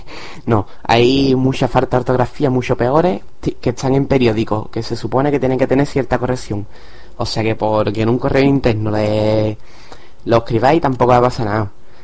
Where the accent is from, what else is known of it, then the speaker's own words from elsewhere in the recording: Cádiz, Andalusia, Spain; esto de que soy de Cádiz